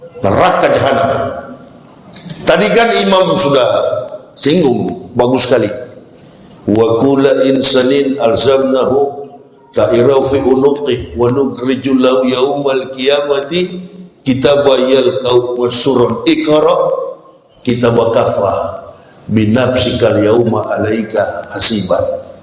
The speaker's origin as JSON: {"language": "Indonesian", "town": "Manado", "region": "North Sulawesi", "country": "Indonesia", "tie": "born or raised there", "said": "Saya ini orang Manado, lahir dan besar di Manado, sekolah di Manado, Manado asli. Nggak ada campuran. Nenek moyang, opa, oma saya asli Manado."}